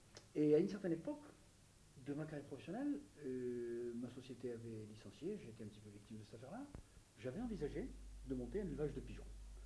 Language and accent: French; Algeria; Je suis originaire d'Algérie.